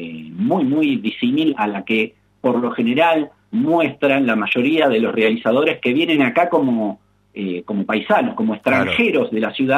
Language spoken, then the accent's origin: Spanish; Mar del Plata, Buenos Aires Province, Argentina; nosotros que vivimos permanentemente, la tenemos como paisaje incluido desde que nacemos, los que nos nacimos y criamos en Mar del Plata, esta rara frontera de las dos pampas, la pampa seca y verde y la pampa líquida y azul.